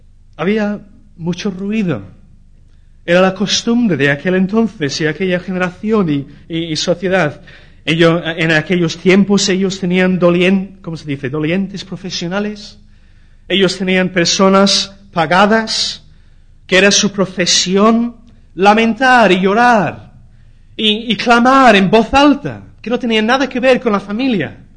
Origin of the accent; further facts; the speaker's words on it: England, United Kingdom; Spanish is a second language; now in Spain; En mi país, en Inglaterra, la cultura es muy diferente. Por ejemplo, a la cultura aquí en España